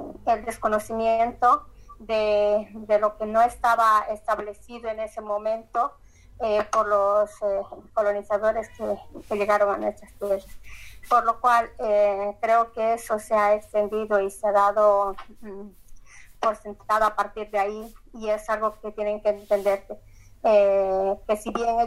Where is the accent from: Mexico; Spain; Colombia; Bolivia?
Bolivia; en mi país hay mucha discriminación Yo soy de Bolivia